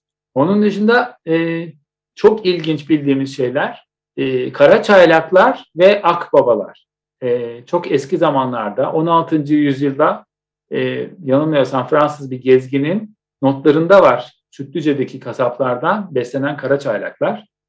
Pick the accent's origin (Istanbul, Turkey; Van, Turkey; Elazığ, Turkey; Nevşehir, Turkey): Istanbul, Turkey; Onun için şimdi ben Etiler'de büyüdüm.